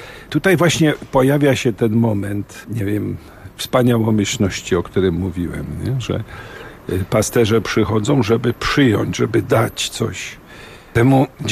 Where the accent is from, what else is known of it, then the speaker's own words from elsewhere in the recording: Lesser Poland, Poland; my tu górale mamy, prawda, swoje